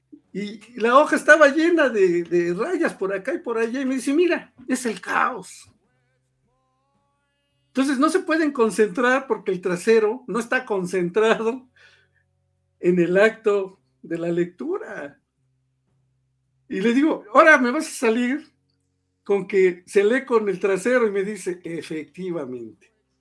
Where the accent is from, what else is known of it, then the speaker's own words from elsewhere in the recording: Puebla, Mexico; aquí no lo vas a ver porque aquí somos poblanos